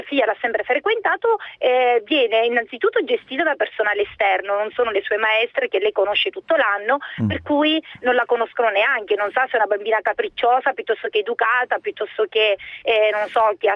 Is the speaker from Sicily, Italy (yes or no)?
yes; Sicily, Italy; now in Legnano, Italy; io sono siciliana e vivo a Legnano da anni